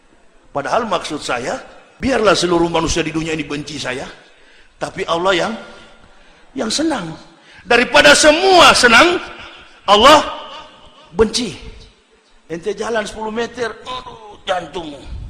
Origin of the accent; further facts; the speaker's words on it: Manado, North Sulawesi, Indonesia; saya juga orang Manado